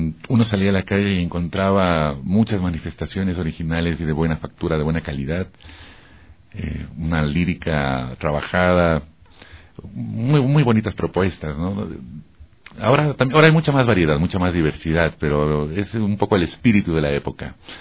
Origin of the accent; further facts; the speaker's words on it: Ecuador; no necesito irme, ponerme un poncho para decir que soy ecuatoriano